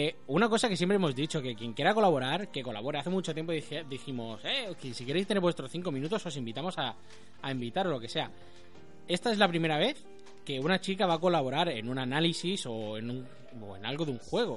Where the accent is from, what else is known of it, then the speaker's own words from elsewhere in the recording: Rubí, Catalonia, Spain; Coño, que soy de Rubí, que voy a buscarte